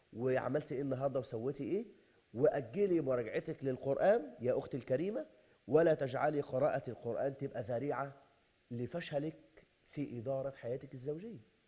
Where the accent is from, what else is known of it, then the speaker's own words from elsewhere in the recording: Egypt; بل أنا ببشر حضرتك إن عندنا في مصر